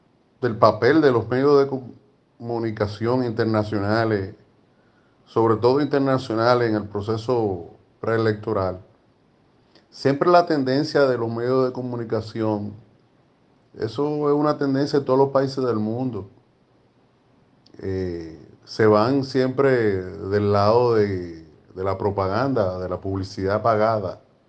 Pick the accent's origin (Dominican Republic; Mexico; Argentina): Dominican Republic; al menos en mi país, en República Dominicana